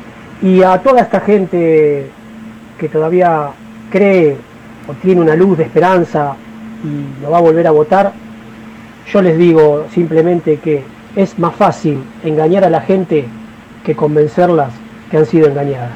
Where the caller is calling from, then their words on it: Ensenada, Buenos Aires Province, Argentina; de Ensenada.